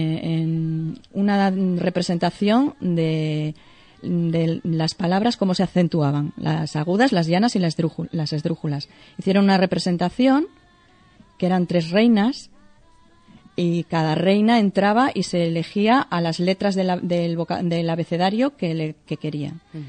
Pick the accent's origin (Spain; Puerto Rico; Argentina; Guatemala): Spain; Torrelavega, Cantabria; also born or lived in Santander; Nací en Santander. Lo que pasa es que yo, a los 4 días me trajeron para acá.